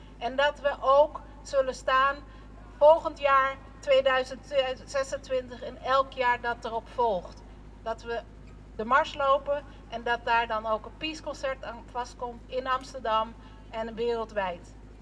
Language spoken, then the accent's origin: Dutch; Colombia; now in Netherlands; ik kom uit Colombia